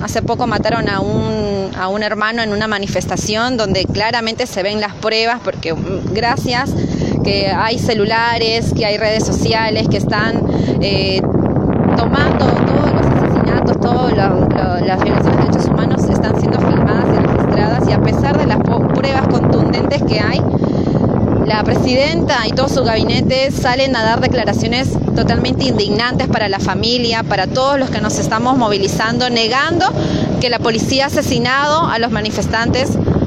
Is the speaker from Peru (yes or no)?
yes; Peru; now in Buenos Aires, Argentina; como peruanos y peruanas autoconvocados, vamos acá en Buenos Aires a seguir movilizándonos, igual que en Perú